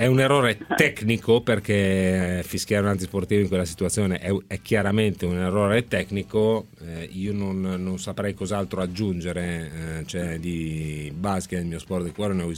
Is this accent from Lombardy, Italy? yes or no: yes; Broni, Lombardy, Italy; che è delle mie parti, di Broni